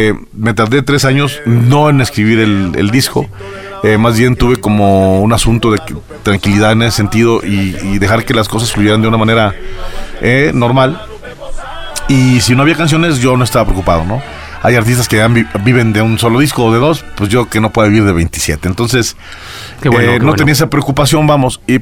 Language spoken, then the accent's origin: Spanish; Aguascalientes, Mexico; Y lo primero que hice fue llegar a la barra de un bar de allá de mi tierra de Aguascalientes.